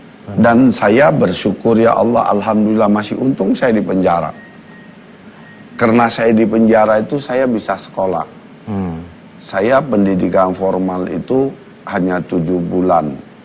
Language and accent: Indonesian; Medan, North Sumatra, Indonesia; Ada yang Ambon, ada yang Bangka, saya dari Medan.